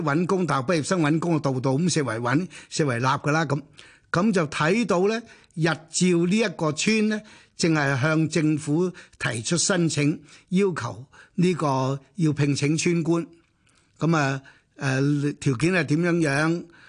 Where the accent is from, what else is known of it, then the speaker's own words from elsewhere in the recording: Hong Kong; accent: Hong Kong; 咁我係香港嚟嘅，咁於是我哋就廣東話溝通，即係用香港話溝通。